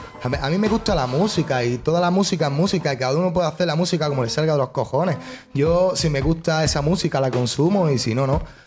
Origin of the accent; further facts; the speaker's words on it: Spain; porque soy español y no entiendo ni puta idea de inglés.